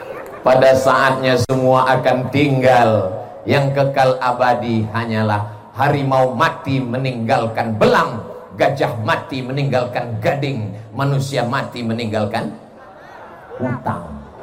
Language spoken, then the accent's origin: Indonesian; Riau, Indonesia; Padahal saya orang Melayu, bukan Melayu yang lari itu. Saya ini dari Sumatera, orang Riau, Melayu.